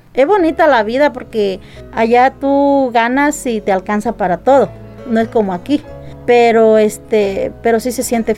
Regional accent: Zacualtipán, Hidalgo, Mexico; moved away as an adult; also born or lived in Otlamalacatla; now in United States; soy nativa de Otlamalacatla, Hidalgo, municipio de Tianguistengo, Hidalgo. Pero desde chiquita me trajeron para Zacualtipán, ahí me crié, ahí trabajé, estudié y de ahí pues ya me fui para Estados Unidos.

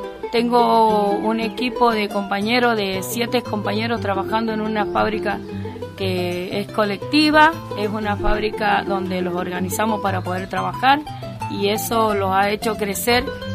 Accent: Argentina; soy argentina y esta es mi historia. Soy productora, soy campesina

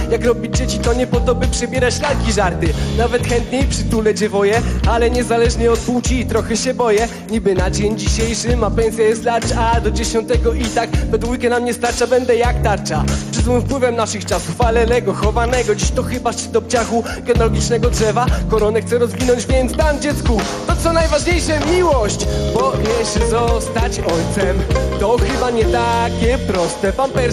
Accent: Katowice, Silesian Voivodeship, Poland; now in Kraków, Poland; Przyjechałem z Krakowa, z Nowej Huty. Chociaż pochodzę z Katowic, tak de facto.

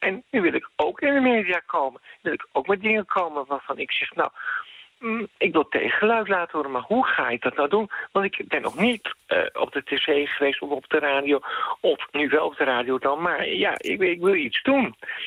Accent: Soest, Utrecht, Netherlands; Bijvoorbeeld, ik kom uit Soest.

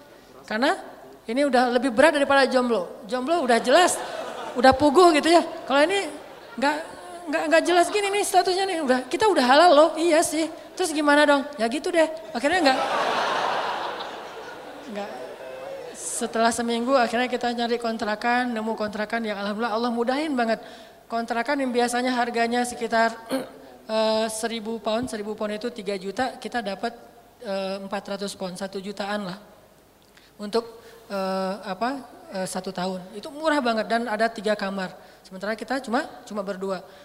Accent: Aceh, Indonesia

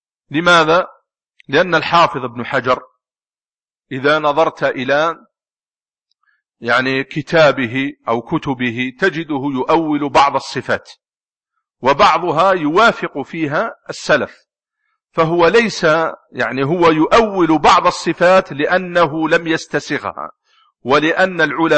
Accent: Algeria; من بين الناس الذين رووا الصحيح في بلدنا الجزائر

